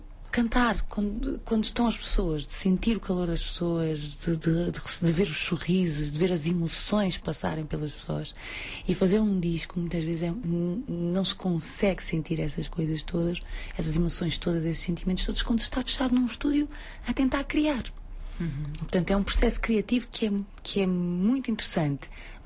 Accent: Lisbon, Portugal; Eu disse, sei, olha que eu venho da Mouraria.

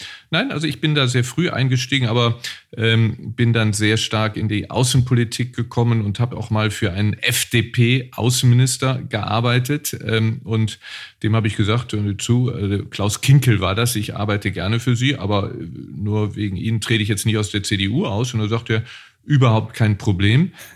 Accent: Neuss, North Rhine-Westphalia, Germany; viele meiner besten Freunde kommen daher und ich gehe immer sehr, sehr gerne in meine Heimatstadt Neuss zurück.

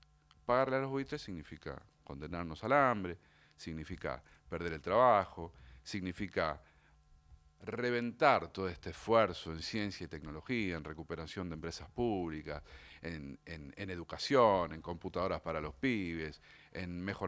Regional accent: Argentina; uno siente como argentino un poco de orgullo

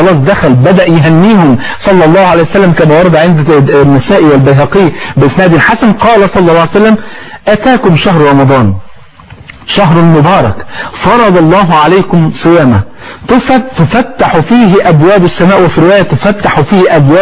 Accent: Egypt; وانت عارف عندنا في مصر الفول في 40 يعني

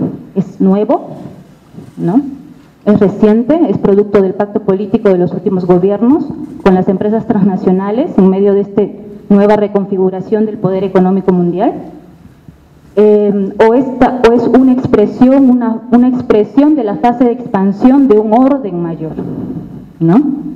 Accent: Lima, Peru; vengo de Lima, Perú.

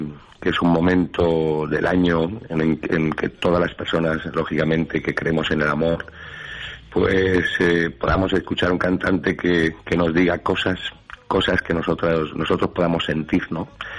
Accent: Valencian Community, Spain; hay que cumplir como buen valenciano

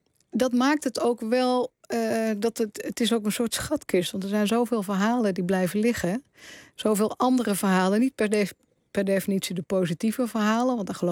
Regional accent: Berkel-Enschot, North Brabant, Netherlands; ik ben geboren en getogen in Berkel en Schot, ook al is dat later geannexeerd door Tilburg.

